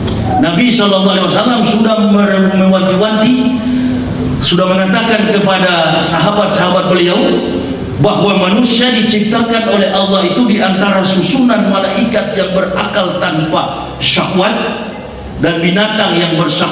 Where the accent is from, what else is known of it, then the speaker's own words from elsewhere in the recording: Manado, North Sulawesi, Indonesia; Tidak mudah kami orang Manado bisa menembus yang namanya gerbang hidayah kalau bukan karena kecakapan intelektual.